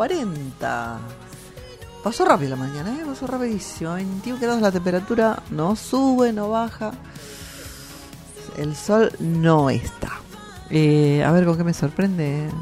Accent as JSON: {"language": "Spanish", "country": "Argentina", "said": "dignos de conocer nosotros mismos como argentinos."}